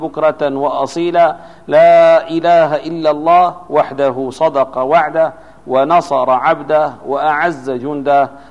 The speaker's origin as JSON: {"language": "Arabic", "town": "Damascus", "region": "Damascus Governorate", "country": "Syria", "said": "مثلا عندنا في دمشق ترى أن الناس يهتمون"}